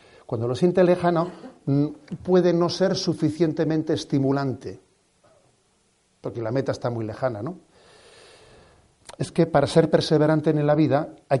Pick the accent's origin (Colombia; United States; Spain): Spain; San Sebastián, Basque Country; Soy, como Donostiarra, también hijo de esa... No sé, he sido alumno del Colegio del Sagrado Corazón. He crecido, ¿no?, pues bajo esa mirada del corazón de Jesús, también desde el seno de la familia.